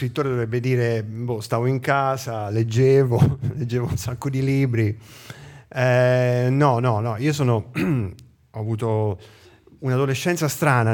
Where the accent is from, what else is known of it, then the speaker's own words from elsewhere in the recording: Viareggio, Tuscany, Italy; io vengo da Viareggio, sulla costa toscana. Posto di villeggiatura che conserva proprio nel pieno, nel cuore della città una grande pineta. Il cuore della nostra città è per fortuna un cuore verde, che è stato salvato da qualsiasi speculazione.